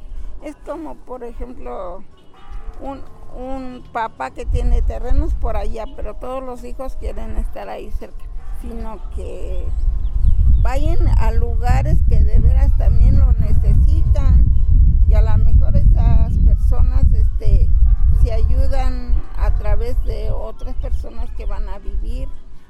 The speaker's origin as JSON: {"language": "Spanish", "town": "San Bernardino Tlaxcalancingo", "region": "Puebla", "country": "Mexico", "said": "Soy de San Bernardino, Tlaxcalancingo."}